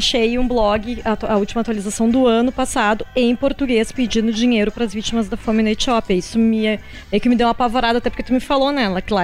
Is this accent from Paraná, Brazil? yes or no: no; Porto Alegre, Rio Grande do Sul, Brazil; a minha infância aqui em Porto Alegre foi muito em contato com a natureza